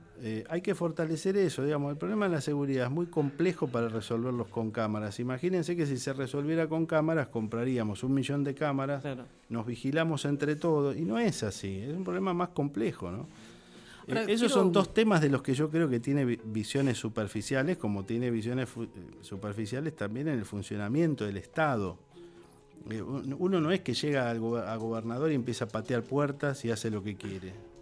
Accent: Quilmes, Buenos Aires Province, Argentina; yo soy de Quilmes, cabecera del departamento judicial.

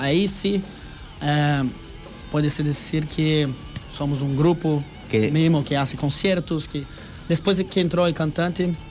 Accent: Guarapuava, Paraná, Brazil; Spanish is a second language; Uma cidade em meio de Paraná. Una ciudad de 200 mil personas, pequeña ciudad.

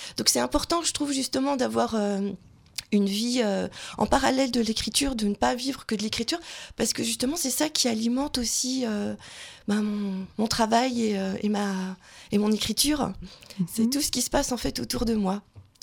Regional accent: Belfort, Bourgogne-Franche-Comté, France; Donc je viens de Belfort, dans le territoire de Belfort.

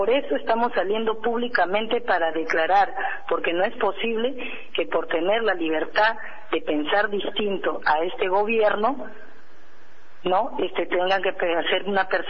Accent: Peru; nosotros somos peruanos. No podríamos ser chavistas porque no somos venezolanos.

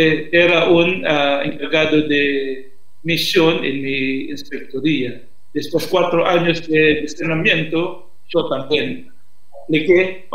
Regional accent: Manila, Metro Manila, Philippines; Spanish is a second language; crecí en ambiente de oratorio en Manila, Filipinas, en el país.

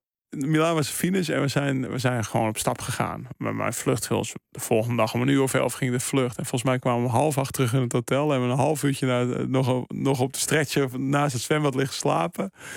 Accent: Maastricht, Limburg, Netherlands; En ik kwam uit Maastricht.

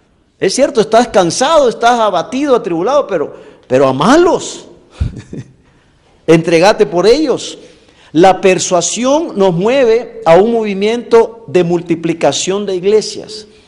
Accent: El Salvador; Como salvadoreño tengo que hablar de eso.

